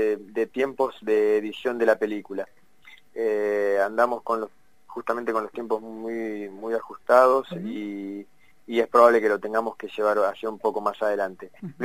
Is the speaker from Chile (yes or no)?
no; Mar del Plata, Buenos Aires Province, Argentina; now in Buenos Aires, Argentina; a mi regreso a Mar del Plata, que es la ciudad de donde yo soy